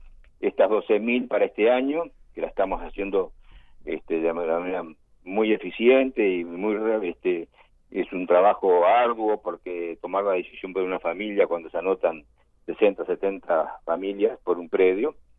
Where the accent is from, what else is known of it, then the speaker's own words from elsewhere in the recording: Uruguay; somos todos uruguayos